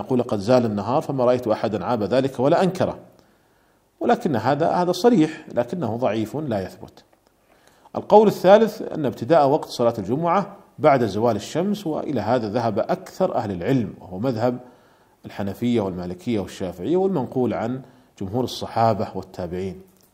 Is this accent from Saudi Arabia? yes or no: yes; Saudi Arabia; التي تمثل ولي الأمر هنا عندنا في المملكة العربية السعودية